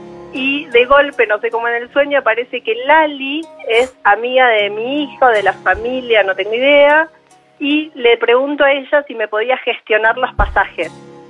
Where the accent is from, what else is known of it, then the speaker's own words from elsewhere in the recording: Olivos, Buenos Aires Province, Argentina; De Olivos.